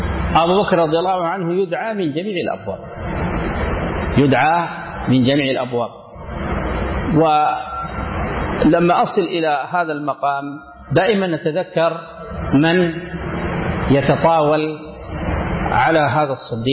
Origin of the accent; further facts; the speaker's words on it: Sudan; من المشهور عندنا في السودان